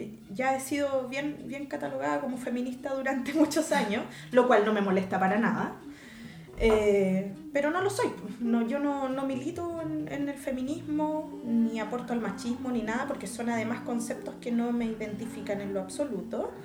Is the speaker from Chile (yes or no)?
yes; Chile; Nosotros somos una cultura, soy chilena, ¿sí? Soy chilena y nuestra mixtura esencial, más allá de ser mestizo.